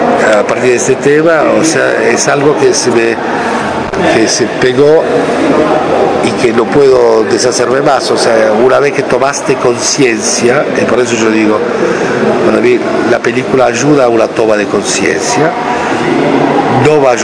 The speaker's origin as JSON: {"language": "Spanish", "country": "Italy", "second_language": "Spanish", "moved": "yes", "lives_now": "France", "said": "la mitad del tiempo lo paso entre Argentina y París, porque, aunque soy italiano, pero no vivo en Italia, vivo en Francia, y otra parte, Locarno, que es la ciudad donde nació mi hijo."}